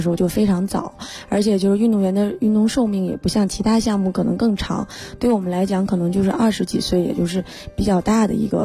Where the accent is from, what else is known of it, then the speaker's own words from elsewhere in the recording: Harbin, Heilongjiang, China; 因为我是哈尔滨人